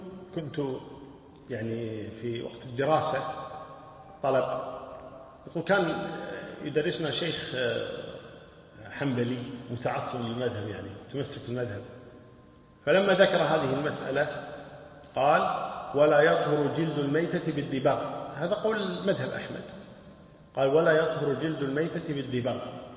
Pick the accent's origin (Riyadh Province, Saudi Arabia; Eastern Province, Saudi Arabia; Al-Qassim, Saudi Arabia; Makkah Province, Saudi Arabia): Al-Qassim, Saudi Arabia; Buraydah; يعني حنا الحين حنابلة وكذا خشيط، ويحسن أنه حنا من بريدة.